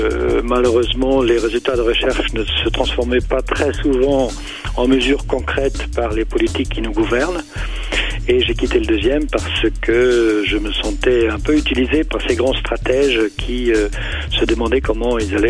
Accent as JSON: {"language": "French", "town": "Cologne", "region": "North Rhine-Westphalia", "country": "Germany", "moved": "yes", "lives_now": "France", "said": "je suis français d'origine allemande de Cologne, plus précisément. Je vis maintenant en France depuis une trentaine d'années."}